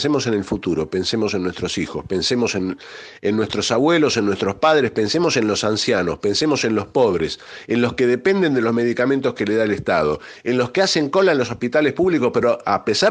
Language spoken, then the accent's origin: Spanish; Argentina; No somos caníbales, somos argentinos, un pueblo tradicionalmente solidario y filantrópico.